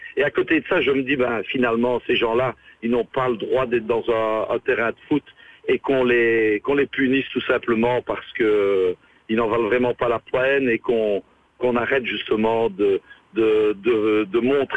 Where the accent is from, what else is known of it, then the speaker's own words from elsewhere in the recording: Liège, Wallonia, Belgium; en tant que liégeois et fier de l'être, et surtout fier justement de cette ville et de cette magnifique province